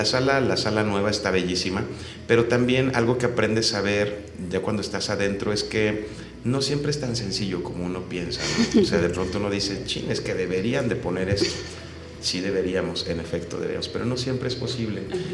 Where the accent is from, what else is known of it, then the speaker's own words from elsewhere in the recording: Cuernavaca, Morelos, Mexico; Sí, yo nací en Cuernavaca, pero realmente vivo aquí desde los 7 años.